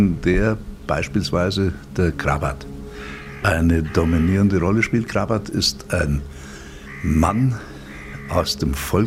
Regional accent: Liberec, Liberec Region, Czechia; Ich stamme aus Reichenberg in Böhmen, an einer Stelle, wo sich schlesische, obersächsische Mundart und Überlieferung auch mit slawischen Überlieferungen treffen.

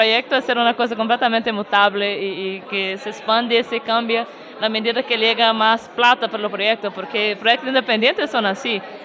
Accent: Minas Gerais, Brazil; Spanish is a second language; moved away; Que en la naturaleza de Minas Gerais, mi pueblo, son enemigos. Pero como yo y mi hermana crecimos juntas

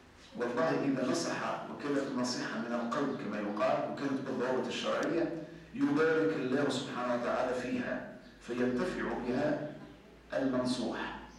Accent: Tunisia; يعني مثلا عندنا نحن تونسي قديم يقول لك

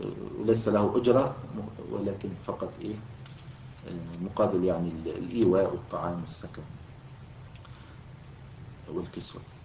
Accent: Egypt; يعني كان موجودا عندنا في مصر الوقت قريب يعني في القرى

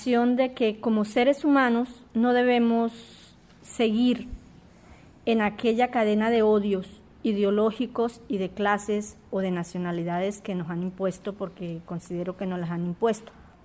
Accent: Colombia; also born or lived in Venezuela; como colombiana retornada de Venezuela

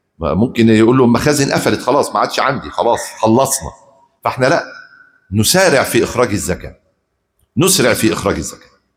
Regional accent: Egypt; ايه اكتر قوت عندنا في مصر؟

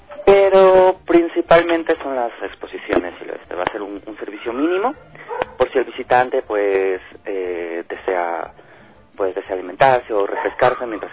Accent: Ecuador; also born or lived in Spain; Yo he vivido casi toda mi vida fuera, pues más con España, pero soy ecuatoriano, amo mi país y hemos estado luchando por extender nuestra cultura allí. Y ahora hemos vuelto, junto con mi familia, hace muy poquitos meses

